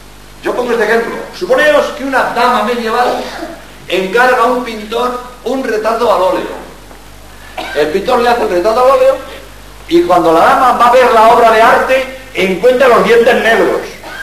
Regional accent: Barcelona, Catalonia, Spain; born there; also born or lived in Madrid; now in Cádiz, Spain; Yo soy catalán, yo nací en Barcelona, mi juventud la pasé en Madrid, pero como jesuita soy andaluz.

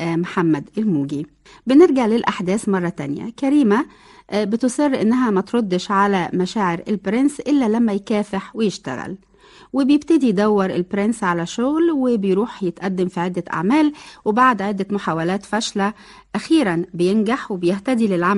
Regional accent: Egypt; عشان بلدنا مصر الغالية

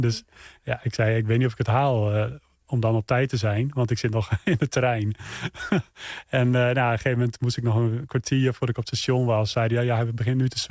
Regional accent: Friesland, Netherlands; Ja, ik ben in Friesland geboren en opgegroeid.

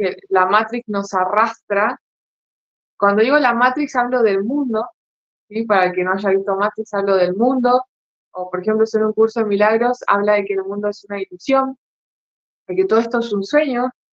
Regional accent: Argentina; gracias por la presentación, Fairuz. Ahora estoy viviendo en Mar del Plata, soy argentina.

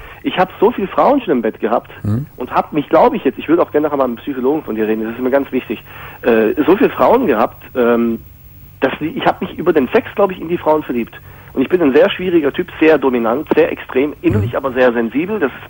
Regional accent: Hungary; Also ich komme aus Ungarn.

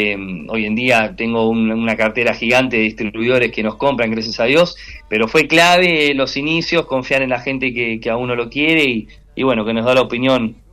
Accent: Quilmes, Buenos Aires Province, Argentina; somos de Quilmes y vos sabés que acá manda el fanatismo por el número uno

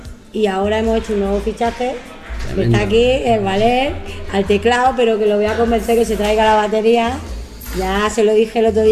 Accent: Barcelona, Catalonia, Spain; nosotros venimos de Barcelona, yo soy de media andaluza toda, y vinimos aquí al valle pues, buscando trabajo como todo el mundo

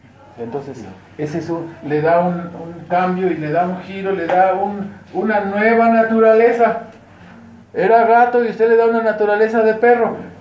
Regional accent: Mexico; porque todos tenemos raíces católicas, venimos de allá, nuestras familias somos mexicanos, hermanos, o sea, no somos de Gringolandia

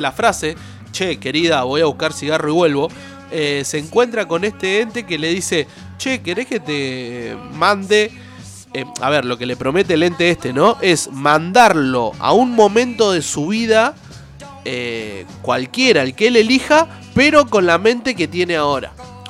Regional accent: Olavarría, Buenos Aires Province, Argentina; born there; pasa allá en mi ciudad, que por ahí me vio nacer, que es en Olavarría

